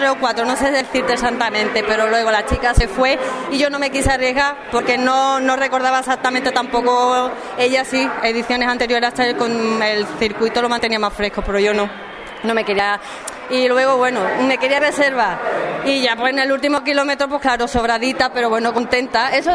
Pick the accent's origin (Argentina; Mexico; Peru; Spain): Spain; Puerto Real, Andalusia; Ay, que yo soy de Puerto Real, una hora y pico de viaje, niño, historia.